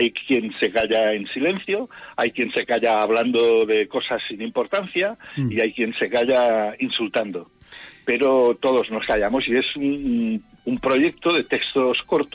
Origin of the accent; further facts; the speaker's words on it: Molins de Rei, Catalonia, Spain; estás en una localidad que para mí tiene mucho, mucho querer y mucho cariño y que está muy cerca de mi pueblo.